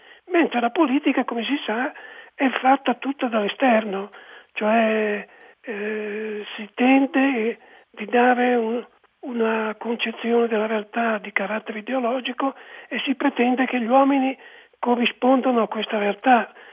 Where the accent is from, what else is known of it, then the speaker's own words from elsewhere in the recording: Milan, Lombardy, Italy; quando io sono cresciuto a Milano, in un tempo in cui tutti parlavano in milanese, ricchi e poveri